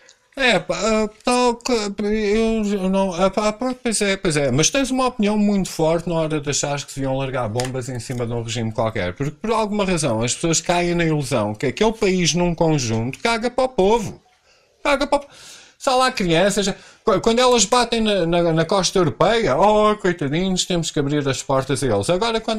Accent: Portugal; como eu nasci em Portugal e sou português, como português em Portugal, sou a pessoa que menos direito tem.

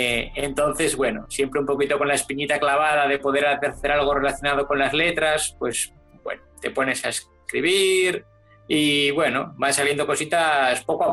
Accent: Basque Country, Spain; moved away as an adult; yo nací en el País Vasco, que es donde he vivido pues casi toda mi vida, hasta hace 6 años.

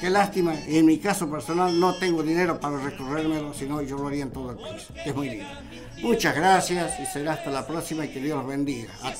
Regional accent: Tucumán, Argentina; porque yo soy de Tucumán

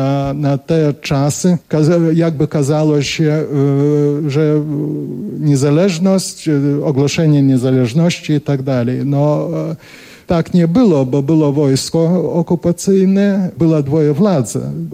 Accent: Kaunas, Kaunas County, Lithuania; also born or lived in Vilnius; Tak się stało, że ja urodziłem się w Wilnie, a wyrosłem w Kownie. W Kownie był niedaleko od teatru i my mieszkaliśmy.

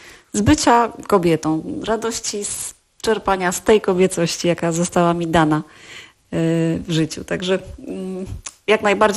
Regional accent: Silesian Voivodeship, Poland; ja jestem ze Śląska

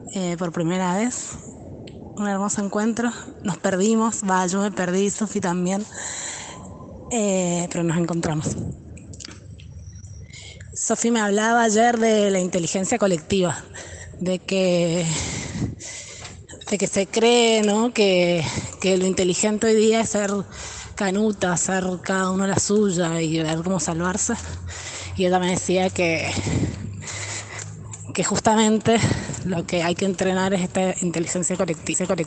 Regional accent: Mendoza, Argentina; Hola, soy … vivo en Mendoza, soy de Mendoza, pero ahora estoy en Buenos Aires.

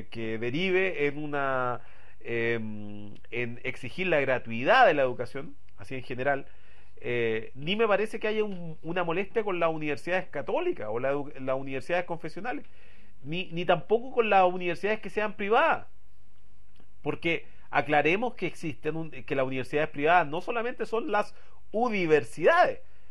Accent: Santiago, Santiago Metropolitan Region, Chile; como somos santiaguinos y para pensar en Chile, no somos chilenos para pensar, sino que somos santiaguinos para pensar

